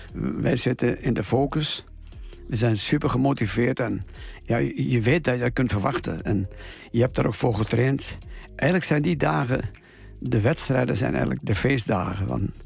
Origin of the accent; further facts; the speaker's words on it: Overijssel, Netherlands; Ja, ongetwijfeld Twente. En het plekje aan het kanaal Almen-Nottum waar ik geboren ben. Ja, dat is toch wel mijn thuis.